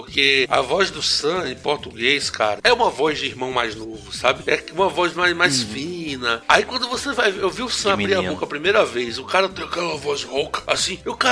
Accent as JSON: {"language": "Portuguese", "region": "Bahia", "country": "Brazil", "tie": "born or raised there", "said": "lá na minha cidade onde eu morava, é uma cidade pequena do interior da Bahia"}